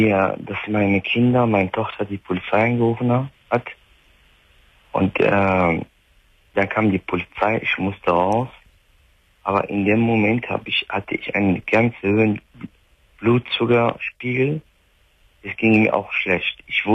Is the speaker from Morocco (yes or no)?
yes; Marrakesh, Marrakesh-Safi, Morocco; German is a second language; Nein, ich komme aus Marrakesch.